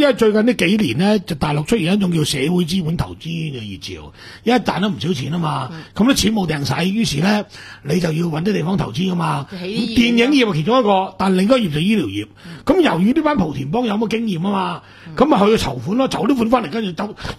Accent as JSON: {"language": "Cantonese", "country": "Macau", "said": "所以我哋澳门人好清楚，从来唔敢入去噶"}